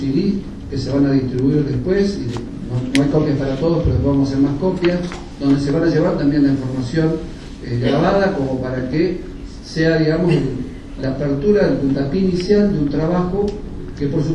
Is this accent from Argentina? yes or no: yes; Argentina; creo que es importante como argentinos de que comencemos a visualizar una forma distinta